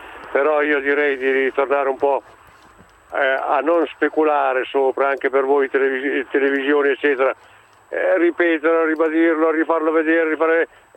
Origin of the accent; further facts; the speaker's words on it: Pesaro, Marche, Italy; Perché io sono di Pesaro